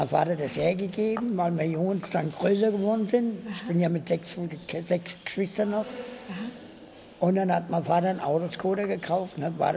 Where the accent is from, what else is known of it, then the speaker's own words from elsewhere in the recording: Wiesbaden, Hesse, Germany; bin ich ja hier in Wiesbaden groß geworden.